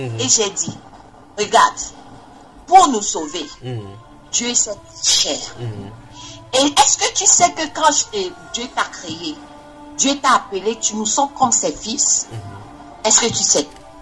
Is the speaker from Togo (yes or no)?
yes; Togo; Et il m'a dit, oh, tu viens d'où? J'ai dit, je viens du Togo.